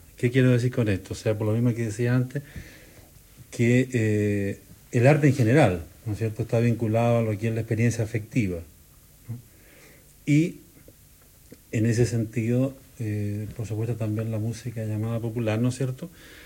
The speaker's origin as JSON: {"language": "Spanish", "town": "Santiago", "region": "Santiago Metropolitan Region", "country": "Chile", "said": "yo, por ejemplo, para bien o para mal soy santiaguino, y ni siquiera soy santiaguino, ¿no es cierto?, en toda su extensión, soy santiaguino de un cierto barrio."}